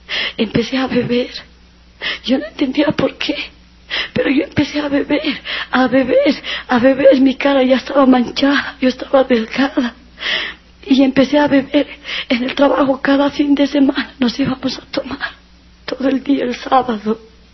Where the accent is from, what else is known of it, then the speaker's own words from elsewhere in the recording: La Paz, Bolivia; Yo andaba camote, como se dice aquí en La Paz, en mi país, cuando estamos enamorados.